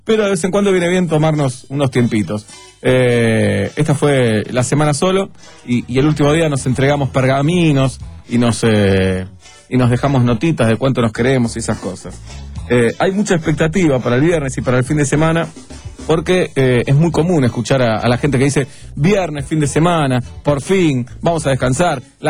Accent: Argentina; Aclaro si hay algún compañero de la primaria escuchando que soy argentino y que nací en esta querida república.

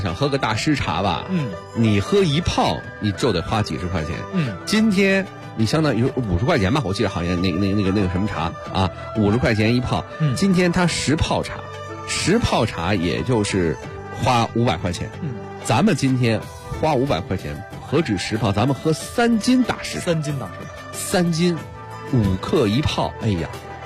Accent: Beijing, China; 咱们北京人喝茉莉花

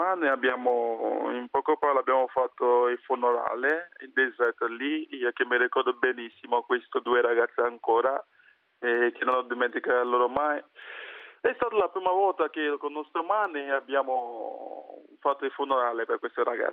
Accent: Nigeria; Italian is a second language; now in Italy; sono nigeriano, siamo partiti dalla Nigeria proprio.

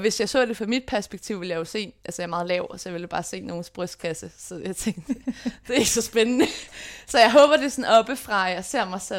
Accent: Copenhagen, Capital Region, Denmark; jeg er født og opvokset på Vesterbro / Valby, fordi at mine forældre har de første år af mit liv boet på et familiekollegie, der ligger lige på grænsen af Valby og Vesterbro. Så det er lige der ved Carlsberg.

